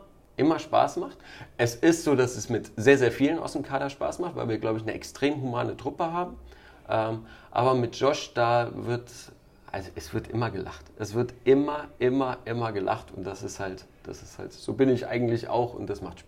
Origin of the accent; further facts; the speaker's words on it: Bonn, North Rhine-Westphalia, Germany; born there; Ich bin gebürtig aus Bonn.